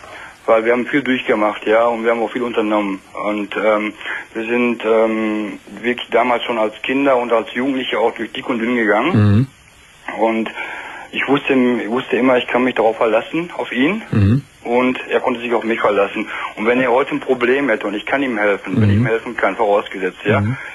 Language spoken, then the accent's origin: German; North Rhine-Westphalia, Germany; Wir kommen beide aus dem Ruhrgebiet.